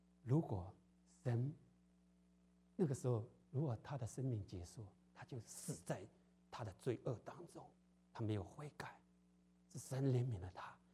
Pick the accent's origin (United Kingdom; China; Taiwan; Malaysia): China; 就有点像我们中国人，不是，好念书啊，好念书，我就好好工作嘛，供应你念书